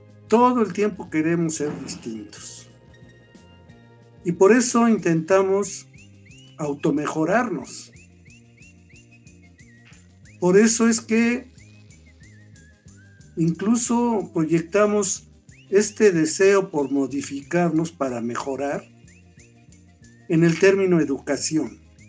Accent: Mexico; somos los mexicanos

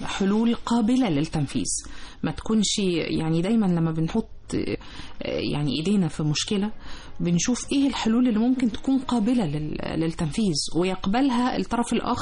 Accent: Egypt; قلوبنا بتوجعنا كلنا كعرب كمصريين

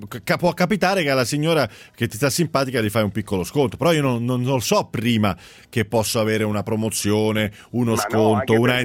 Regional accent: Milan, Lombardy, Italy; adesso è una battuta, siamo di Milano entrambi

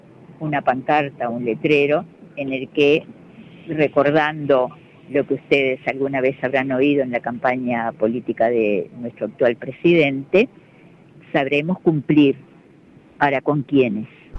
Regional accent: Uruguay; Nosotros podemos decidir qué es lo que queremos hacer con el río como uruguayos y de la parte que nos corresponda como Uruguay

